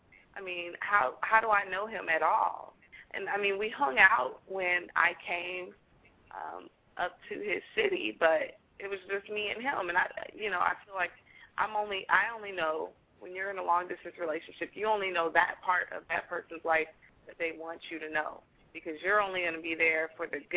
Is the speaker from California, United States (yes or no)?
yes; Los Angeles, California, United States; I'm from Los Angeles, and my boyfriend left Los Angeles to come to Georgia to go to school